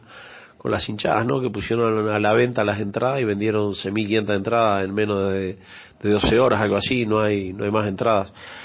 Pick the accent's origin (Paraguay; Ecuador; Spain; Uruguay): Uruguay; yo estoy en Uruguay, pero soy más argentino que, soy de origen uruguayo, soy más argentino que uruguayo.